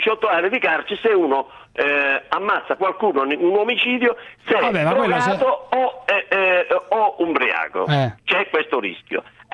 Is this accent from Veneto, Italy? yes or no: yes; Rovigo, Veneto, Italy; Mi so di Rovigo e non mi intrigo.